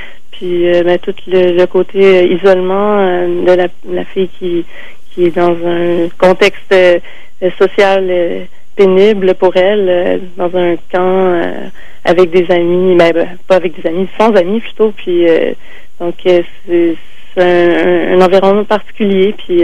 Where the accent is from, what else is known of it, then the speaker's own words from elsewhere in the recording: Sept-Îles, Quebec, Canada; on a grandi à la même époque, donc on vient des régions, moi je viens de Sept-Îles, elle vient d'Amos, on a comme un peu le même background